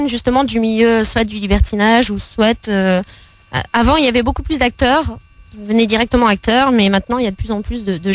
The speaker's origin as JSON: {"language": "French", "town": "Maubeuge", "region": "Hauts-de-France", "country": "France", "tie": "born there", "said": "Je suis née à Maubeuge."}